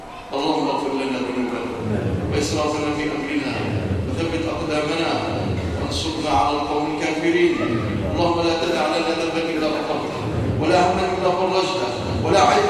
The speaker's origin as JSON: {"language": "Arabic", "country": "Egypt", "said": "اللهم اجعل بلادنا مصر وسائر بلاد"}